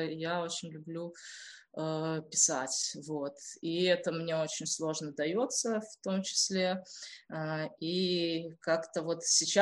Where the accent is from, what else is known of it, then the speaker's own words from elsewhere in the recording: Belarus; это то, что я белорус и белорусская. В связи с тем, что происходит у нас в стране